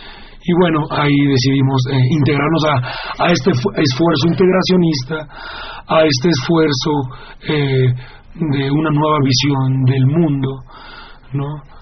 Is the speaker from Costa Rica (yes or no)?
no; Mexico; nosotros como mexicanos nos interesó mucho integrarnos